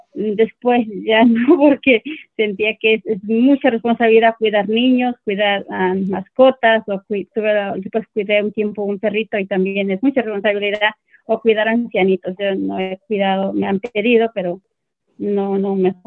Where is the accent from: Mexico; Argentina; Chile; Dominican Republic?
Mexico; now in United States; Nosotras como mexicanas somos muy cariñosas